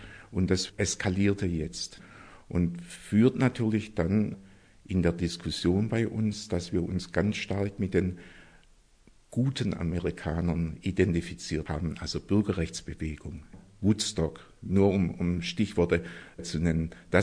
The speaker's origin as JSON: {"language": "German", "town": "Stuttgart", "region": "Baden-Württemberg", "country": "Germany", "said": "bin eigentlich aus Stuttgart und habe 65 Abitur gemacht und studierte seit Sommersemester 65 hier in Tübingen"}